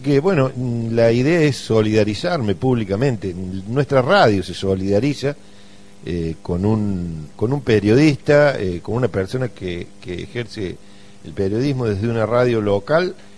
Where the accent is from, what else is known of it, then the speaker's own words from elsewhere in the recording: San Pedro, Córdoba, Argentina; me presenté como que soy de San Pedro, no de Villa Dolores